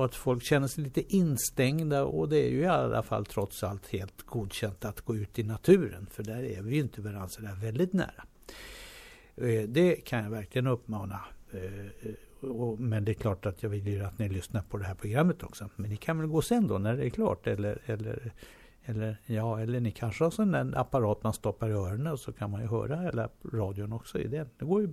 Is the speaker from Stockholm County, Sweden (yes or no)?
yes; Stockholm, Stockholm County, Sweden; born there; Då gick man ner till idrottsplatsen där hemma i Hjorthagen där jag födde.